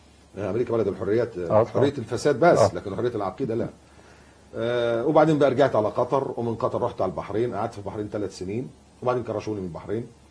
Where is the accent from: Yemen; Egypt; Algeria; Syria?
Egypt; moved away as an adult; يعني أنا مصري ومواليد مصر، وعشت في مصر وتربيت في مصر، وبعدين سبت مصر 2001، سبتها وما كنتش عارف ان انا مش هرجع.